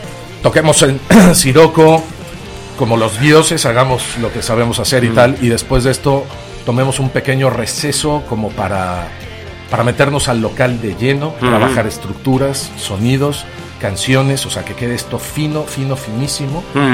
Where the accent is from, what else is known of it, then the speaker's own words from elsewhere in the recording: Mexico; born there; Bueno, yo, como me pueden escuchar, yo nací en México.